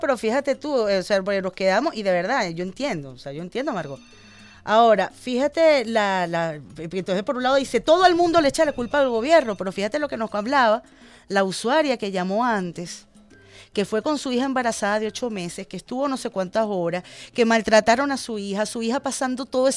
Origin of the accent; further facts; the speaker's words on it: Venezuela; todos somos venezolanos y todos somos pueblo